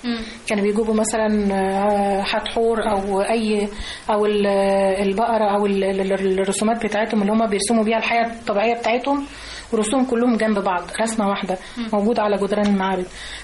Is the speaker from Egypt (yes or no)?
yes; Upper Egypt, Egypt; يعني احنا عندنا في الصعيد مفيش ست متجوزه ما معهاش حجاب